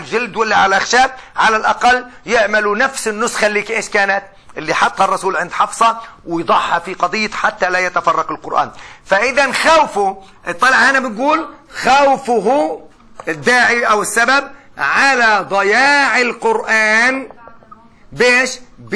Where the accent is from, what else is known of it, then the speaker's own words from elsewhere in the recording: Palestine; حتى إحنا كفلسطينيين أنا بقول